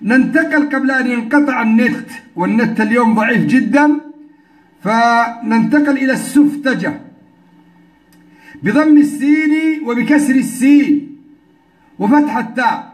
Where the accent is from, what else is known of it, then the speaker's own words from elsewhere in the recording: Yemen; يعني عندنا في اليمن في جميع البلدان في جميع المناطق معمول به